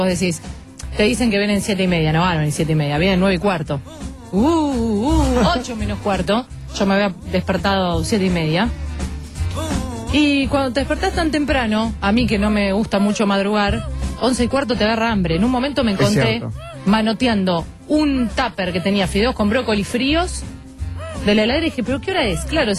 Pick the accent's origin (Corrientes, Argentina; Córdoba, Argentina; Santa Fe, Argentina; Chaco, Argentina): Córdoba, Argentina; No es que yo le digo bollo porque soy cordobesa.